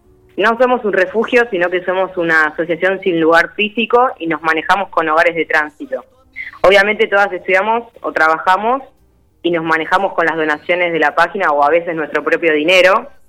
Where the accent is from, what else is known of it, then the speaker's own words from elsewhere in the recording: Quilmes, Buenos Aires Province, Argentina; Sí, las tres somos de Quilmes.